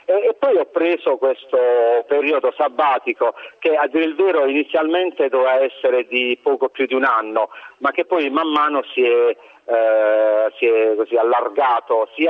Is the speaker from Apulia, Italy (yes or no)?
yes; Manfredonia, Apulia, Italy; fino ad arrivare al mio paese natale a Manfredonia